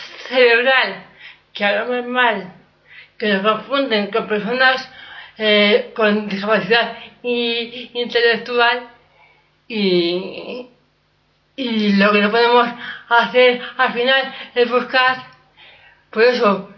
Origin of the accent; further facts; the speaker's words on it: Madrid, Community of Madrid, Spain; yo por eso vengo de Madrid y eso nunca lo había visto